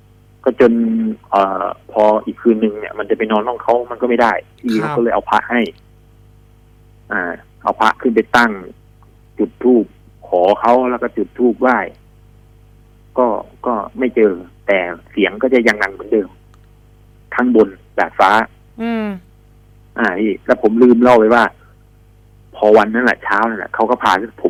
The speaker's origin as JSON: {"language": "Thai", "town": "Aranyaprathet", "region": "Sa Kaeo", "country": "Thailand", "said": "ผมเป็นคนบ้านนอกผมเป็นคนจังหวัดสระแก้วอำเภออรัญญประเทศนี่แหละ"}